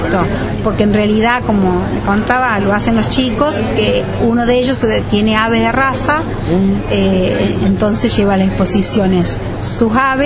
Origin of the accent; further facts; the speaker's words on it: Colazo, Córdoba, Argentina; Nosotros somos de Córdoba, de una localidad llamada Colazo. Vivimos en el campo, sobre la ruta provincial número 10.